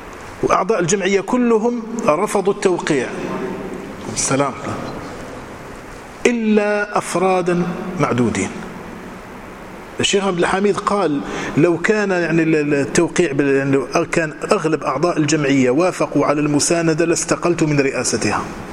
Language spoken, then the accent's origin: Arabic; Morocco; كانت هي المعتمدة عندنا في المغرب